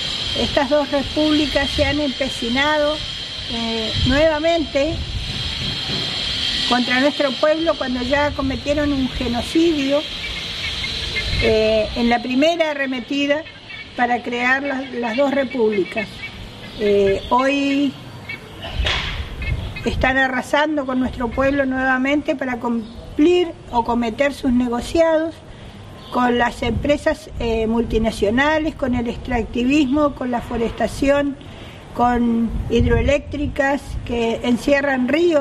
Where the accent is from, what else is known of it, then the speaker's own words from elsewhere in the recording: Bariloche, Río Negro, Argentina; soy lonco de la comunidad o de la LOC Gualahue en Bariloche. Vengo de Bariloche, nací en Bariloche, en el Nahuel Huapi, que es mi fuerza.